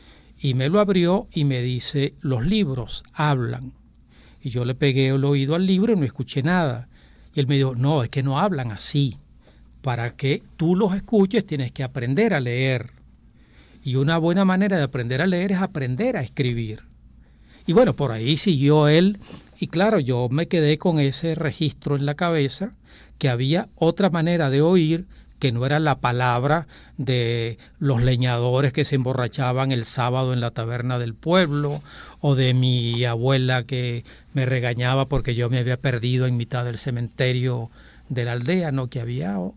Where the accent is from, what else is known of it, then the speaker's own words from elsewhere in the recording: Venezuela; also born or lived in Portugal; Yo nací en Portugal, soy un inmigrante infantil para Venezuela, el año de 1947, y fue algo así como 3 meses de mar.